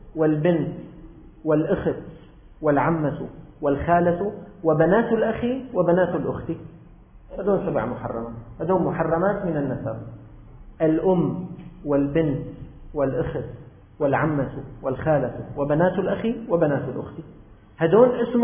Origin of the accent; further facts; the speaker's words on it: Syria; الناس عندنا في الشام مرات بيعتقدوا